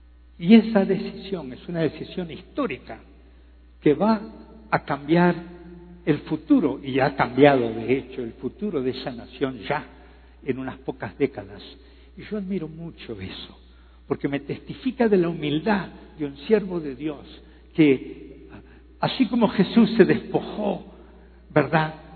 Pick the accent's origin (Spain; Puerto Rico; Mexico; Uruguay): Uruguay; Yo soy un uruguayo, como bien lo dijo el pastor Gustavo. Tengo 69 años, soy un poquito menor que Samuel